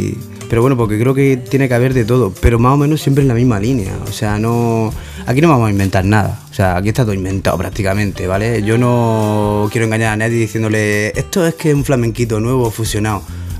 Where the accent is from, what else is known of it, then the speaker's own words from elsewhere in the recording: Granada, Andalusia, Spain; also born or lived in Catalonia; now in Murcia, Spain; aparte de que soy catalán de nacimiento, criado en Granada y terminado de rematar de cría aquí en Murcia